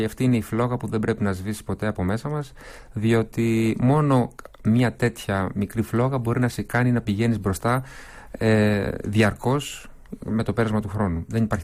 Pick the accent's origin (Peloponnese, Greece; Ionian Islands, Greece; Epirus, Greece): Peloponnese, Greece; Tripoli; γνωριζόμαστε από παιδιά, από έφηβοι, μεγαλώσαμε μαζί στην Τρίπολη και κάναμε εκεί τις πρώτες μας συναυλίες ως ανήλικοι.